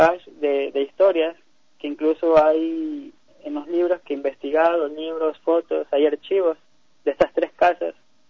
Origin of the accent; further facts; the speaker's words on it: Machala, El Oro, Ecuador; now in Guayaquil, Ecuador; porque yo soy de Machala, pero ya voy residiendo 4 años acá en Guayaquil por los estudios de la universidad.